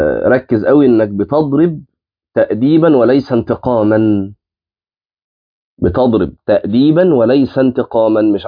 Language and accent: Arabic; Egypt; من الامثال الجميله جدا عندنا في مصر